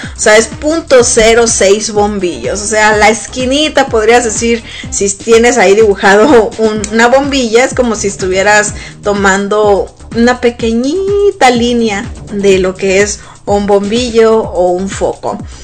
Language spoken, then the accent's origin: Spanish; Sonora, Mexico; now in United States; pero en México, sobre todo en Sonora, que es de donde yo soy originaria, pues hace muchísimo calor, ¿verdad?